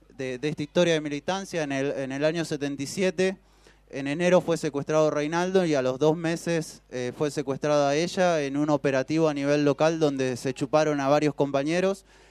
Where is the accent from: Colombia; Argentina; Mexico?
Argentina; Rafaela, Santa Fe; nosotros somos de Rafaela